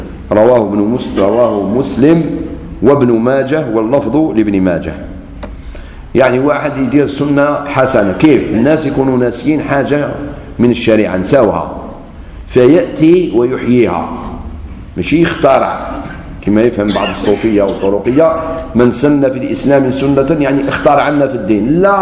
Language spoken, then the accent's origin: Arabic; Algeria; قلت له انا جزائري وش بيك